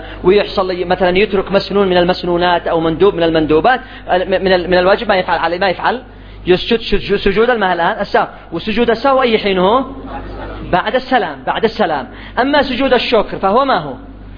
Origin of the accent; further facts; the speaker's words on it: Yemen; اليوم الجرام الواحد عندنا في اليمن كم؟